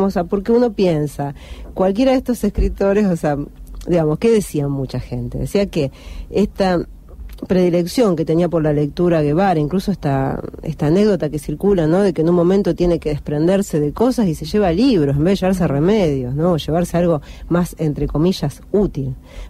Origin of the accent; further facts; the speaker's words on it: Argentina; nosotros que somos argentinos, por eso somos medio amargo para estas cosas